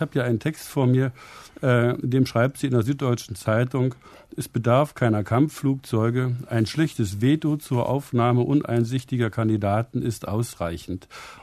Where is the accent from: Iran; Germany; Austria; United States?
Germany; East Germany; Ich komme aus der DDR, sie musste dort über 40 Jahre verschwiegen und konnte nicht behandelt und besprochen werden.